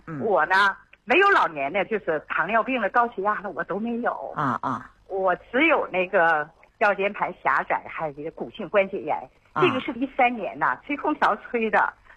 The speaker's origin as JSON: {"language": "Chinese", "town": "Dandong", "region": "Liaoning", "country": "China", "said": "我是丹东的患者"}